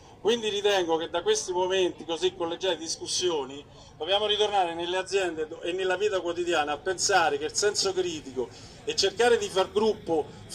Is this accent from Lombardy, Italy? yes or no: no; Rome, Lazio, Italy; io vengo in Emilia Romagna, anche se sono di Roma